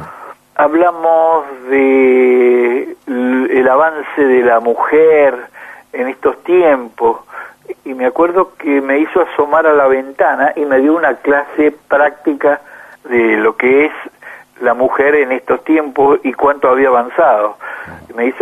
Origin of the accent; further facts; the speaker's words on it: Mendoza, Argentina; soy alguien de Mendoza.